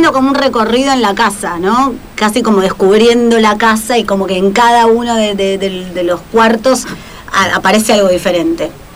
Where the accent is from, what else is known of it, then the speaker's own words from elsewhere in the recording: Lanús, Buenos Aires Province, Argentina; now in Buenos Aires, Argentina; Soy de Lanús.